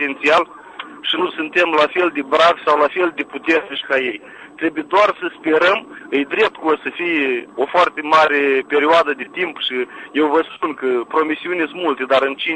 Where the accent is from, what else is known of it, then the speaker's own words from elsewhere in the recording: Galați, Galați County, Romania; now in Moldova; Pentru că sunt român, moldovean din partea cealaltă de Prut, de la Galați.